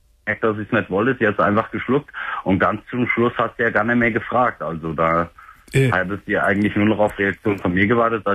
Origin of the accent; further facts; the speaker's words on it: Fulda, Hesse, Germany; komme nach Fulda, also da, wo ich herkomme.